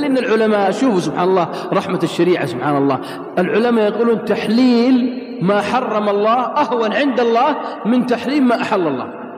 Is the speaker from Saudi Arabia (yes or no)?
yes; Riyadh, Riyadh Province, Saudi Arabia; عندنا في الرياض